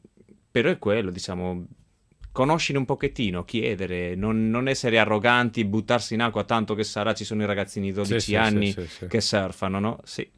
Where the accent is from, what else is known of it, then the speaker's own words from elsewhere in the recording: Spain; Italian is a second language; A surfare non sono mai stato, però essendo spagnolo un pochettino conosco.